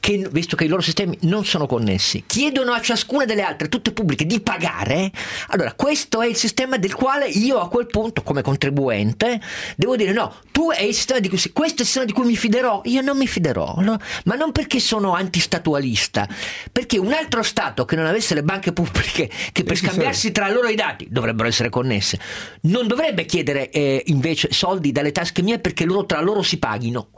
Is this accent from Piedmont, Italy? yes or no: yes; Turin, Piedmont, Italy; io sono torinese